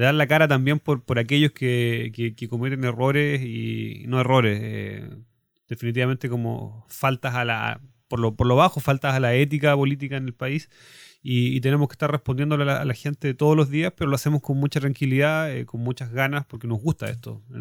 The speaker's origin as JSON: {"language": "Spanish", "town": "Puerto Montt", "region": "Los Lagos", "country": "Chile", "said": "vengo de Puerto Montt, soy el coordinador regional de Revolución Democrática acá en la región de Los Lagos."}